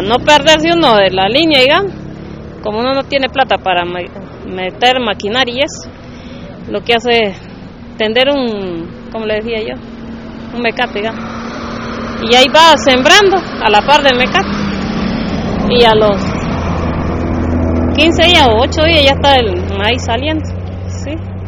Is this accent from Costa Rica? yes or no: yes; Los Chiles, Alajuela, Costa Rica; De los chiles, frontera norte.